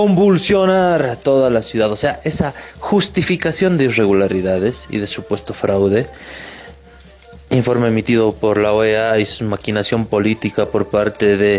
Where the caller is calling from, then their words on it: La Paz, Bolivia; desde La Paz, Bolivia.